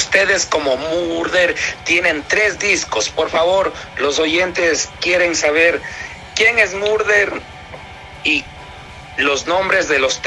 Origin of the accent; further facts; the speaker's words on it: Ambato, Tungurahua, Ecuador; estaba en mi ciudad natal que es Ambato